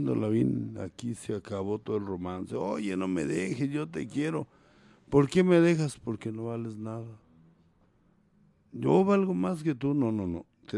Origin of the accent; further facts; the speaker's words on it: Mexico; más el mexicano, porque yo soy mexicano